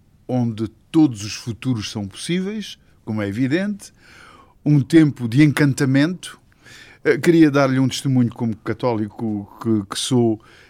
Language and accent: Portuguese; Angola; now in Portugal; no sentido que viemos de Angola e as nossas primeiras referências são de Angola